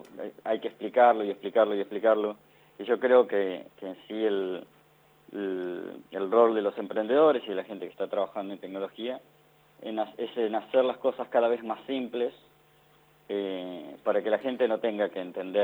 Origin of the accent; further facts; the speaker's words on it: Choele Choel, Río Negro, Argentina; Choel, Río Negro.